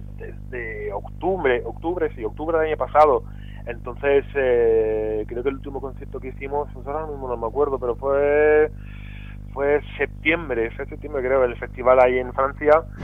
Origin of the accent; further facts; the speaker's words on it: Denmark; Spanish is a second language; now in Torrevieja, Spain; yo soy danés, de Dinamarca, que también llevo aquí en Torrevieja, pues eso, 30 y pico años.